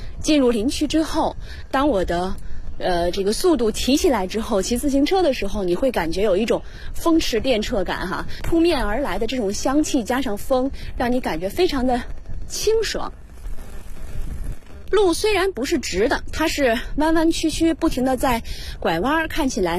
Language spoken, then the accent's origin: Chinese; China; 我们中国人有一个习惯就是靠右行驶